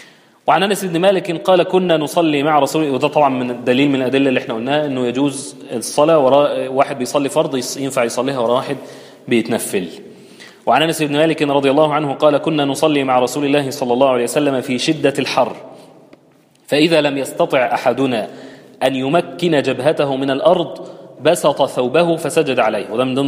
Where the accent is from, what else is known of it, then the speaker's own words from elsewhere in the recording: Egypt; احنا الدنيا عندنا في مصر او في اللهجة العامية متلخبطة خالص،